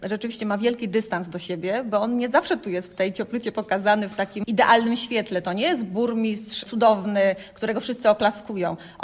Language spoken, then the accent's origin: Polish; Silesian Voivodeship, Poland; Przyznam sama, ja jestem Ślązaczką i nie mówię po śląsku w domu.